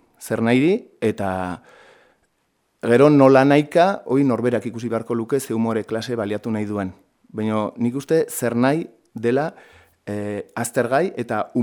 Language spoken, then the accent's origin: Basque; Pamplona, Navarre, Spain; ni Iruñetik heldu naiz erran bezala, orduan, Iruñan Espainiako legeriaren menpe gara